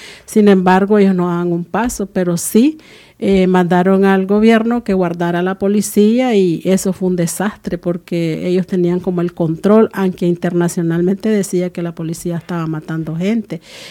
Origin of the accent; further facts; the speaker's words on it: Nicaragua; ¿Y qué pudiera decir yo, pues, como nicaragüense, que sabemos que en el 2021 vienen elecciones